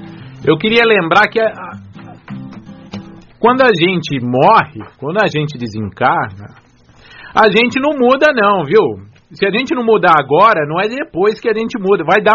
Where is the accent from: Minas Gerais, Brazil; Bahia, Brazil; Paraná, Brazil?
Minas Gerais, Brazil; Ubá; Mineiro de Ubá. Muito bom. Eu queria dizer que eu continuo brasileiro, viu? Continuo mineiro.